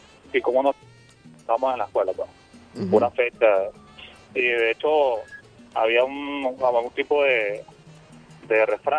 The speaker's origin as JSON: {"language": "Spanish", "town": "Guacara", "region": "Carabobo", "country": "Venezuela", "said": "El Guarena, usted sabe que soy de Guarena, ¿no?"}